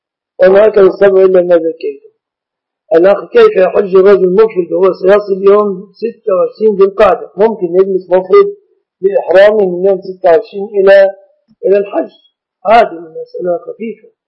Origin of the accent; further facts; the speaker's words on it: Egypt; ويعيد الدروس للمسلمين في بلادنا مصر وفي غيرها من البلاد المسلمة